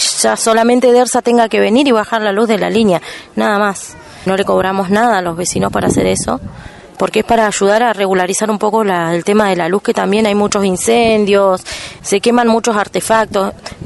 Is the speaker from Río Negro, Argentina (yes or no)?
yes; Balsa Las Perlas, Río Negro, Argentina; vengo de Balsa Las Perlas. Estamos a dos puentes de Cipolletti